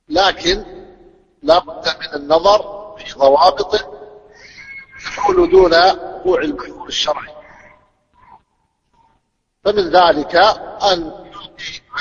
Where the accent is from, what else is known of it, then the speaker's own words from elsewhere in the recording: Saudi Arabia; عندنا في السعودية